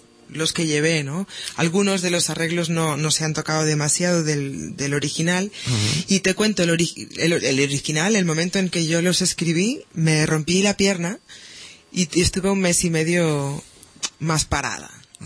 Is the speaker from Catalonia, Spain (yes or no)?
yes; Barcelona, Catalonia, Spain; Mira, nací en Gracia, pero me crié en el Guinardó, y luego a los 18 años volvimos para Gracia. O sea, que siempre entre Gracia y Guinardó.